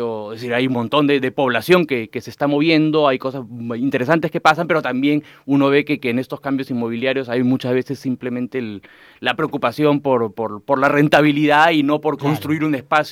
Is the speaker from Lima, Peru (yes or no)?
yes; Lima, Peru; now in Santiago, Chile; Sí, siempre he vivido en Lima. La primera vez que he salido por tiempo largo, digamos, ha sido acá a Santiago, ¿no?